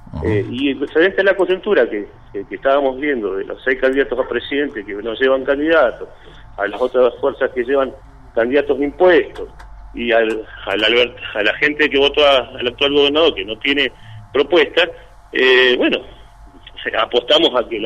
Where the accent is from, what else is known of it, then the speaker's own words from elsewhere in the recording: Cipolletti, Río Negro, Argentina; Somos los dos de Cipolletti, ¿sí?